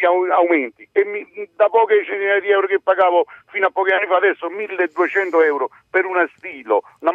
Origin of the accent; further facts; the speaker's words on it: Campania, Italy; sono nato e cresciuto nella provincia di Napoli